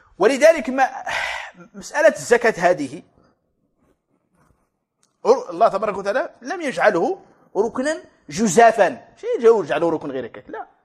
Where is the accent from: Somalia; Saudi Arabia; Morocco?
Morocco; حنا المغرب هادو المغاربة المحتفين